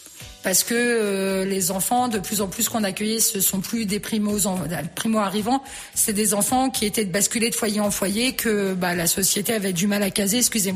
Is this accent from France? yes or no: yes; Orléans, Centre-Val de Loire, France; now in Montargis, France; j'étais native d'Orléans. Je déménage autour de Montargis. Puis je me dis, je vais y rester 5 ans. Et puis, bah, ma foi, j'en suis restée 17 ans quand même.